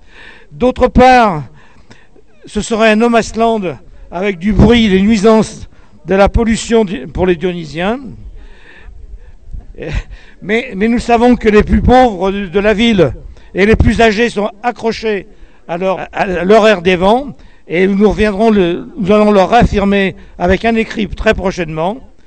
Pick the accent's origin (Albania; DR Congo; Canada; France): France; Île-de-France; nous n'habitons pas les beaux quartiers, comme vous le prétendez. Nous sommes bien de Seine-Saint-Denis ou du 95